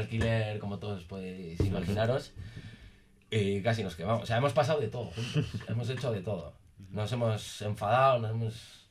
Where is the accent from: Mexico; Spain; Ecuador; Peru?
Spain; Barakaldo, Basque Country; los que somos de Baracaldo no salíamos a Baracaldo por culpa de esa gente que va a Baracaldo